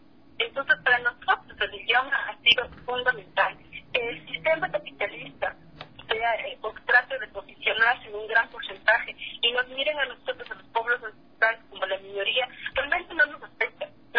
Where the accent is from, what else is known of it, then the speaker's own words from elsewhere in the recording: Peru; yo te hablo desde mi pueblo, el pueblo peruano.